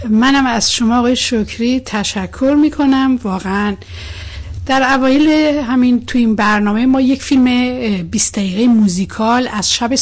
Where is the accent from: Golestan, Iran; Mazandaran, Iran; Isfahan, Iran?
Mazandaran, Iran; born there; برای اینکه بنده همون جایی به دنیا آمدم که شما به دنیا آمدی.